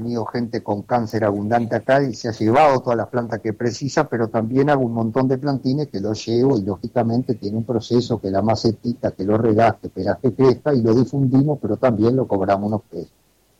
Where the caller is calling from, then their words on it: Neptunia, Canelones, Uruguay; del Remanso de Neptunia. Cualquier oyente puede pasar por acá y llevarse una planta sin cargo